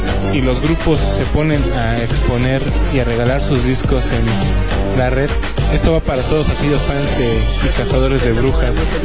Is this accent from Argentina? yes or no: no; Mexico; Dios mío, para que vean hasta dónde llegamos como mexicanos.